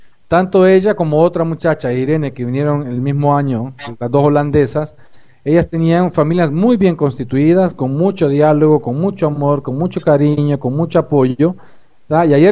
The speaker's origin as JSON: {"language": "Spanish", "country": "Honduras", "lives_now": "Uruguay", "said": "soy de Honduras, casado con brasileña y viviendo en Uruguay."}